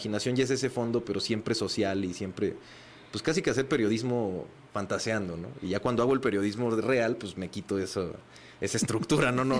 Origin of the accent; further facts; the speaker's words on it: Mexico; lo mío para englobarnos a todos, ¿no? Como mexicanos, justo.